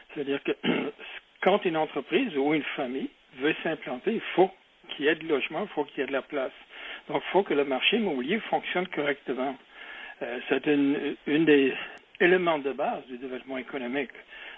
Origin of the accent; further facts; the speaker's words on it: Quebec, Canada; chez nous au Québec.